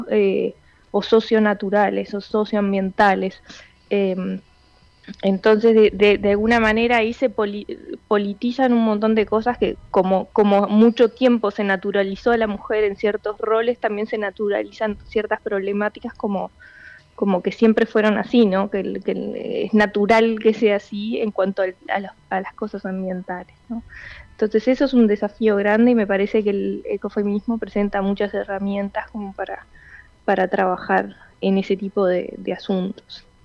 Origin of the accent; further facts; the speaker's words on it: Montevideo, Uruguay; now in Salto, Uruguay; Yo soy de Montevideo y me acabo de mudar a Salto.